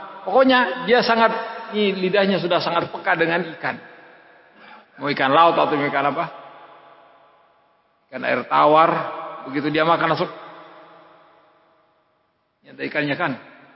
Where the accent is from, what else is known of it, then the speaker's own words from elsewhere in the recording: Indonesia; Kita ini dari Indonesia